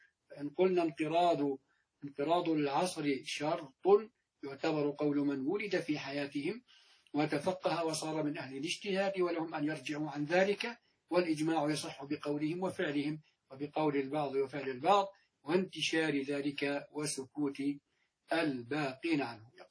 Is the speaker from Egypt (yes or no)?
no; Jordan; أعني في بلدنا الأردن